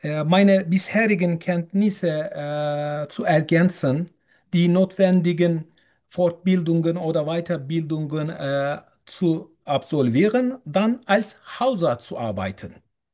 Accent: Turkey; German is a second language; moved away as an adult; now in Germany; ich komme aus der Türkei. Ich bin 41 Jahre alt und lebe mehr als 2,5 Jahre in Deutschland. Seit mehr als 2,5 Jahren in Deutschland. Ich habe in Deutschland Deutsch gelernt

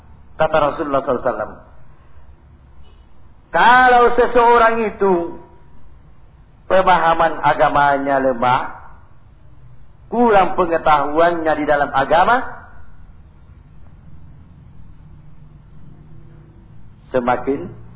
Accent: South Sulawesi, Indonesia; Karena kita ini Bugis Makassar.

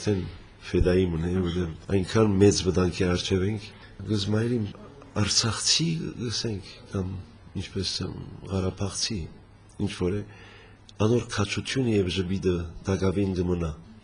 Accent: Lebanon; also born or lived in Syria; Լիբանան ծնած եմ, սակայն մանկությանս մեկ մասը Սուրիա ապրած ենք

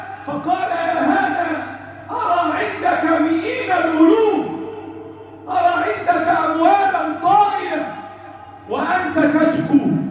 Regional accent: Egypt; اللهم احفظ بلدنا مصر

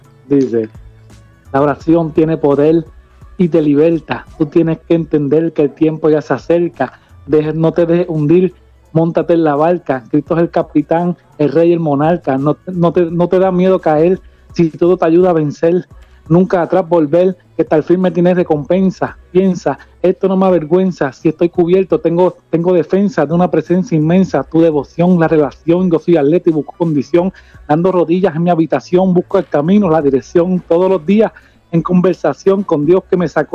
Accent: Puerto Rico; now in Florida, United States; Yo soy de Puerto Rico, estoy en Florida.

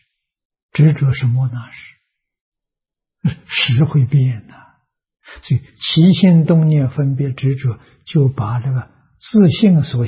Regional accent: China; 这是我们中国人讲的沧海桑田啊，风水轮流转了。

